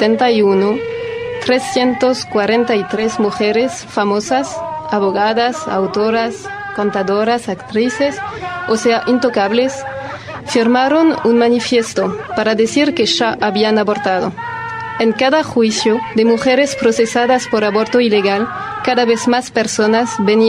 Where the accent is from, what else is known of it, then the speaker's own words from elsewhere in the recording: France; Spanish is a second language; Somos dos francesas viajando por Argentina